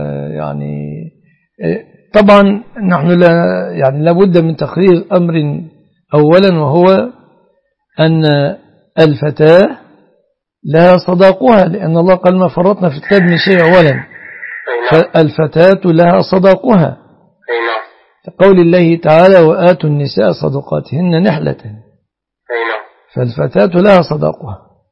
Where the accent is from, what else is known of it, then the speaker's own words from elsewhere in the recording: Egypt; و أعراف الناس السائدة في بلادنا مصر